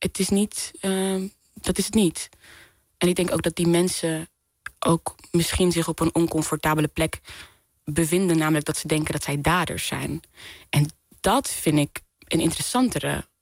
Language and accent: Dutch; Netherlands; Vooral als Nederlanders, wij geloven allemaal dat we individuen zijn, dat we alles, maakbaarheid en zo, maar eigenlijk is het helemaal niet zo.